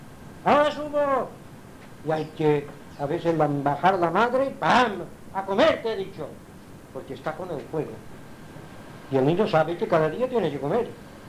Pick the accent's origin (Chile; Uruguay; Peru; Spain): Spain; Palma, Balearic Islands; also born or lived in Inca; Yo nací en Inca. Me bajaron a Palma que yo tenía 2 o 3 años de edad.